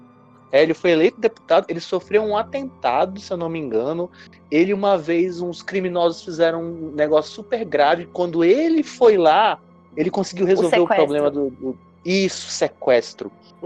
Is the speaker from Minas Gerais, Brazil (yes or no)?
no; Rio Branco, Acre, Brazil; Não, porque eu sou de Rio Branco, né?